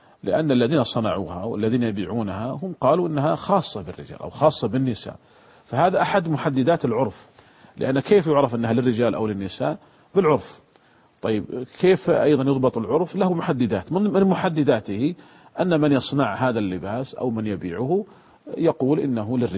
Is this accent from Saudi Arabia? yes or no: yes; Saudi Arabia; كانت عندنا في المملكة العربية السعودية قديما تسمى عكس وعكوس